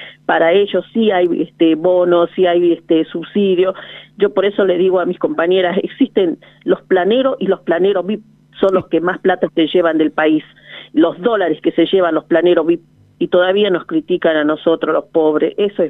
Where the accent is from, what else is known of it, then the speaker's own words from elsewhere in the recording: Jujuy, Argentina; Yo me sumo porque soy jujeña. Y también soy de ese pueblo aborígenes, descendiente de los Toara